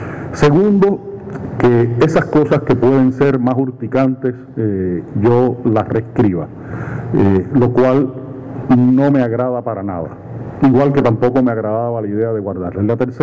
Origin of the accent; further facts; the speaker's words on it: Cuba; trajera a mi experiencia personal como cubano, generacional, de haber vivido en una época todo este complejo proceso histórico